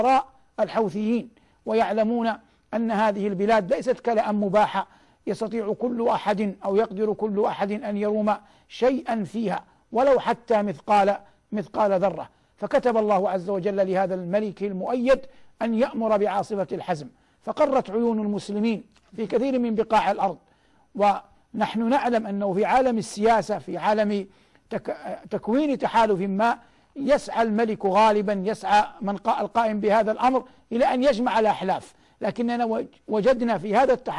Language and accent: Arabic; Saudi Arabia; وقد من الله عز وجل على بلادنا المملكة العربية السعودية بالأمن